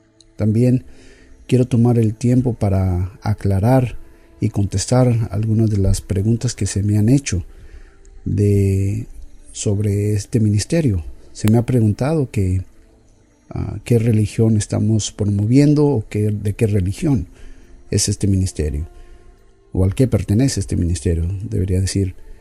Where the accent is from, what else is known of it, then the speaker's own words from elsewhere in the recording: Mexico; A pesar de que soy mexicano, tengo alrededor de 25 años que básicamente mi práctica en leer el español ha sido completamente nula.